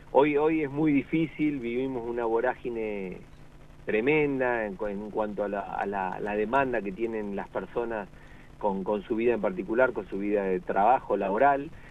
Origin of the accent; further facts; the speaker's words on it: La Pampa, Argentina; y a partir de ahí, yo me fui a estudiar, emigré de La Pampa a estudiar afuera, y cuando volví, 2006 por ahí